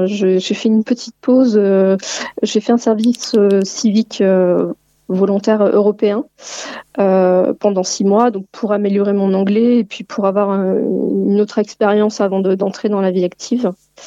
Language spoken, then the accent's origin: French; Limoges, Nouvelle-Aquitaine, France; Alors moi je suis originaire de Limoges.